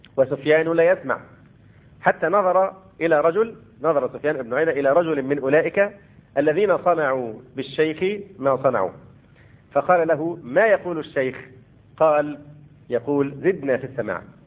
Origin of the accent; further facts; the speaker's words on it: Egypt; وربما الأمر هنا عندنا في مصر أخف